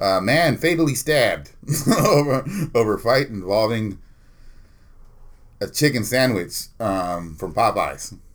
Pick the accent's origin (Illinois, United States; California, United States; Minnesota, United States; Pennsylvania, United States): California, United States; Oakland; I'm just from Oakland.